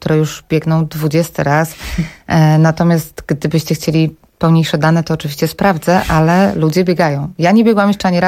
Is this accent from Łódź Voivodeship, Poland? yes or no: no; Warsaw, Masovian Voivodeship, Poland; to nie tylko my warszawiacy, czy my Polacy